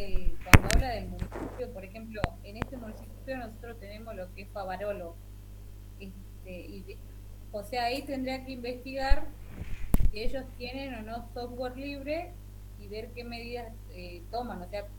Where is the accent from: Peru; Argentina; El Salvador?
Argentina; Las Heras, Santa Cruz; De Las Heras.